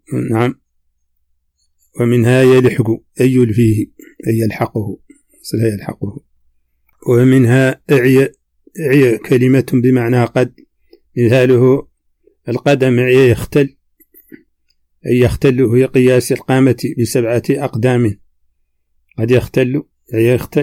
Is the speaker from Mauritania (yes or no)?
yes; Mauritania; accent: Hassaniya